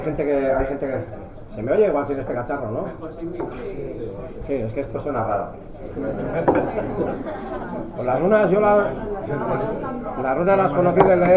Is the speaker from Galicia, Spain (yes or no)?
yes; Galicia, Spain; born there; aunque soy gallego de nacimiento, lo veo un poco desde el punto de vista vasco.